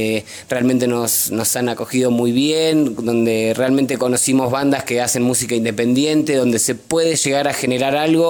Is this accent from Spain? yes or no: no; Argentina; se enteraron de que somos una banda argentina que está en una camioneta girando por todo el país